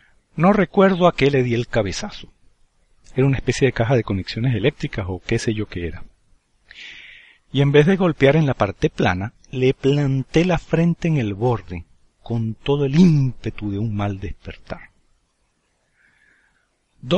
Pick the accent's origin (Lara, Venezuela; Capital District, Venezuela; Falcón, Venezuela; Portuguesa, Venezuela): Capital District, Venezuela; Caracas; Recordad que nací y me crié en Caracas, una ciudad situada a 1000 metros de altura y que goza de un clima templado muy agradable.